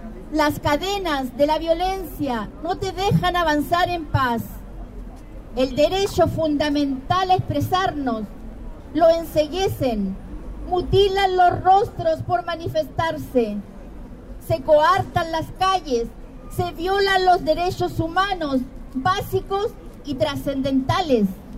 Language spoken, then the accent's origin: Spanish; Chile; now in Madrid, Spain; soy chilena, que vivo aquí en Madrid